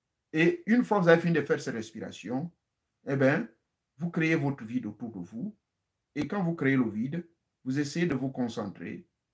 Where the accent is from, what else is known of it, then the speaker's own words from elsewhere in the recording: Gabon; now in United States; Chez nous en Afrique, au Gabon, il y en a. Au Congo, il y en a. Ici aux États-Unis, il y en a.